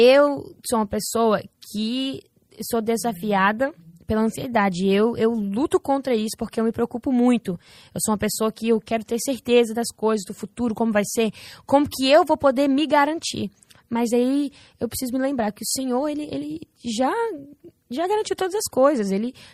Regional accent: New Jersey, United States; Mas eu nasci nos Estados Unidos, meu irmão também. E como que fala? A gente tá aqui até hoje, no mesmo estado, New Jersey.

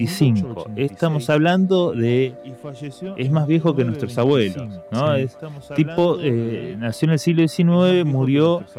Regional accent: Rosario, Santa Fe, Argentina; Probablemente nosotros que somos rosarinos lo imaginamos al tipo tomando mate todo el día

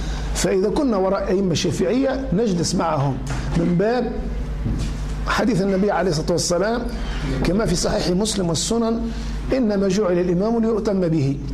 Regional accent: Tunisia; كما هو الشأن في بلدنا تونس

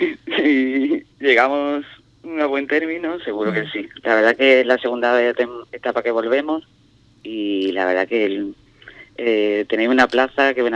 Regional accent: Andalusia, Spain; yo que vengo de otra localidad de Cádiz, la fiera preciosa, vamos.

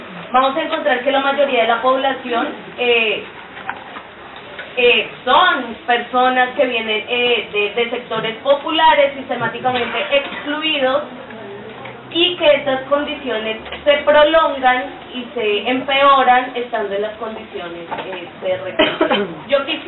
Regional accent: Colombia; soy colombiana

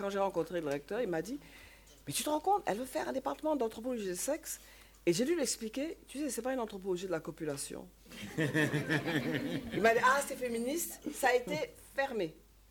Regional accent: Senegal; À l'époque, je suis sénégalaise et j'ai vécu cette période.

